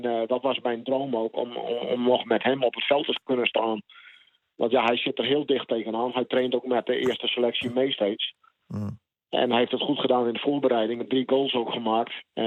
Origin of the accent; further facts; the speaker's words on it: Friesland, Netherlands; En ik ben een Fries.